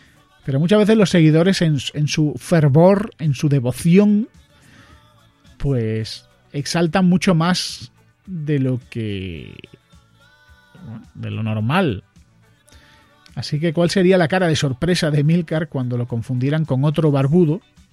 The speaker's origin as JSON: {"language": "Spanish", "town": "Granada", "region": "Andalusia", "country": "Spain", "said": "Es la fama que tenemos los de Granada. Somos los gallegos de Andalucía."}